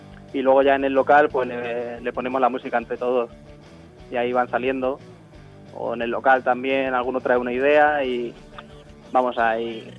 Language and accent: Spanish; Santa María de los Llanos, Castilla-La Mancha, Spain; Somos todos los 5 componentes, somos del pueblo de Santa María de los Llanos.